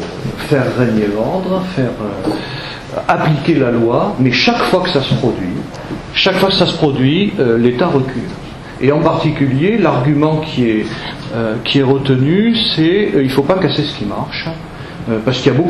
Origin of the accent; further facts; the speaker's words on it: Auvergne-Rhône-Alpes, France; même si je viens de Savoie